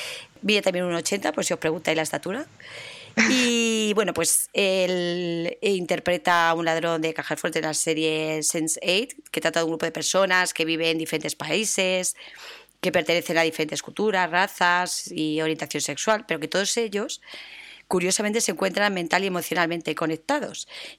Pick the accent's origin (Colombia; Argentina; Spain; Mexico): Spain; Cuenca, Castilla-La Mancha; Así que estoy por invitarle a las fiestas de mi pueblo en Cuenca